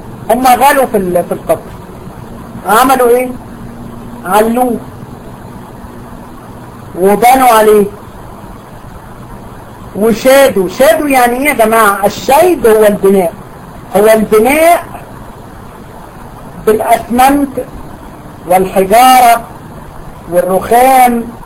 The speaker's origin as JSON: {"language": "Arabic", "country": "Egypt", "said": "ده اسم على فكرة منتشر جدا في عندنا في دمياط وبورسعيد"}